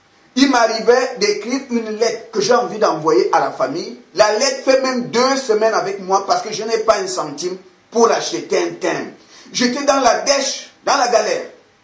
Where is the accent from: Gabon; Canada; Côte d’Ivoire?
Gabon; now in France; Quand je suis parti du Gabon, je suis venu pour faire des études en France, dans une école à Nogent-sur-Marne, en région parisienne.